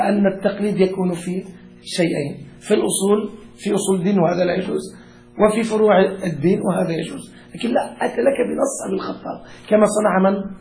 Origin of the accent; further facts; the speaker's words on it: Lebanon; والله كان واحد عندنا في لبنان كان فاسقا جدا